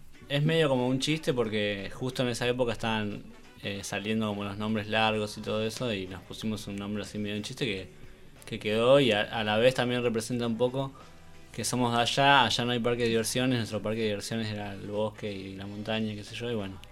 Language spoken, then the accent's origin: Spanish; Bariloche, Río Negro, Argentina; now in La Plata, Argentina; Somos oriundos de Bariloche. Pero estamos viviendo en La Plata hace varios años.